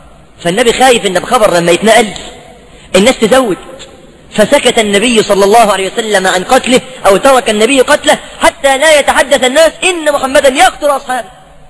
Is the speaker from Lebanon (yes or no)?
no; Egypt; واحنا شعب مصري يحب يعني ايه يخلي قصه محبوكه